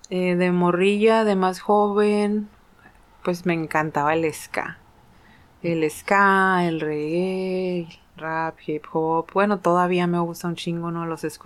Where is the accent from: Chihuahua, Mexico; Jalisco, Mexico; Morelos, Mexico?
Jalisco, Mexico; Sayula; born there; Mi niñez, pues, nací en Sayula, Jalisco. Mi mamá siempre me dijo que en Guadalajara, pero descubrí que nací en Sayula, Jalisco, lo cual está bien chido.